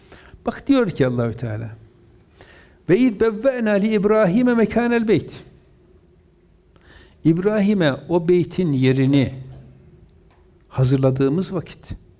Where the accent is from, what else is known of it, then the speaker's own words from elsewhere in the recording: Erzurum, Turkey; Erzurum'da doğdum, büyüdüm. Dindar bir çevre, değil mi? Annem Müslüman, babam Müslüman.